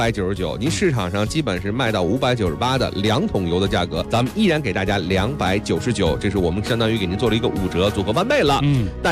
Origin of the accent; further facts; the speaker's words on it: China; 基本上我们中国人的饮食习惯，煎炒烹炸